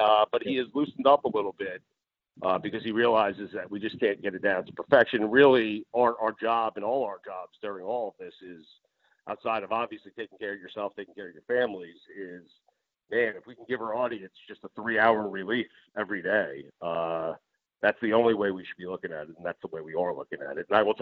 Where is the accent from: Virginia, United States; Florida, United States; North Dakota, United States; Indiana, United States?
Florida, United States; Something as serious as that happened right in my hometown, on my drive home. I saw just fleets of cop cars and armed vehicles on the Sawgrass Expressway down here as I was driving home.